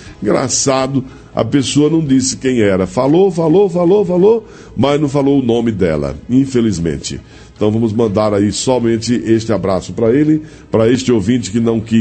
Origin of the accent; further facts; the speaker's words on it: Santa Luzia do Paruá, Maranhão, Brazil; sou de Santa Luzia do Paruá